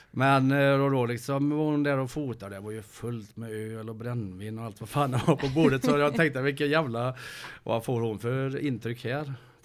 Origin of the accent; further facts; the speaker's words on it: Sjöbo, Skåne, Sweden; Vi var sju killar från Sjöbo som gick på fotboll.